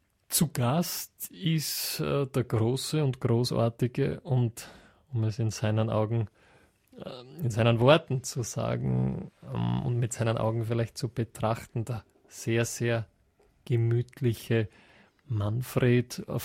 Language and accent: German; Austria; Nämlich schon bei uns in Österreich hervorragend, wenn man die Stadthalle ausverkauft, ja?